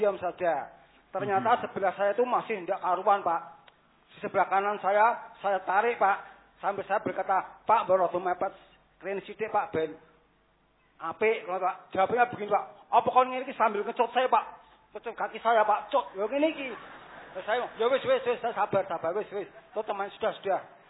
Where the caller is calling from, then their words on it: Boja, Central Java, Indonesia; Ya, dari Boja.